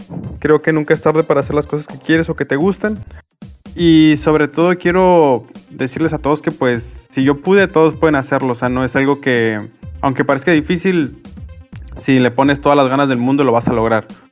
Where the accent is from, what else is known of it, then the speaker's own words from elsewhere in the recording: Guadalajara, Jalisco, Mexico; now in Mazatlán, Mexico; principalmente yo soy de Guadalajara, pero actualmente vivo en Mazatlán. Y tengo 29 años.